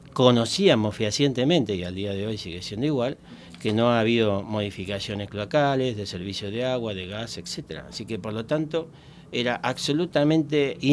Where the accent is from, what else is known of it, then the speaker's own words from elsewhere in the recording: Argentina; Somos argentinos, después de todo.